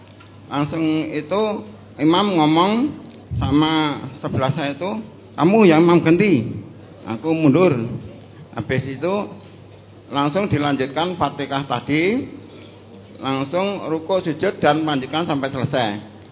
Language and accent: Indonesian; Lubuklinggau, South Sumatra, Indonesia; Kami dari Sumatera, Lubuk Linggo, Sumatera Selatan, Musirawas, kelompok Pedang.